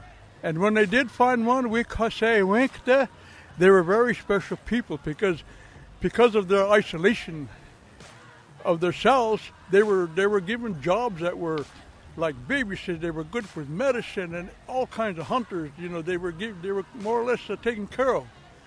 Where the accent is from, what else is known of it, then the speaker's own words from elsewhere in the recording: United States; English is a second language; Oh, yeah, I'm from the Dakota, Mirawankin, from Dakota, Oyate.